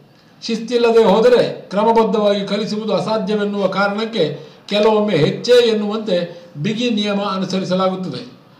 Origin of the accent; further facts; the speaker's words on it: Karnataka, India; ವಿಷಾದದ ಸಂಗತಿ ಎಂದರೆ ನಾವು ಬೆರಳೆಣಿಕೆಯಷ್ಟು ಜನ ಮಾತ್ರ ಕನ್ನಡಿಗರು ಈ ಕ್ಷೇತ್ರದಲ್ಲಿದ್ದೇವೆ.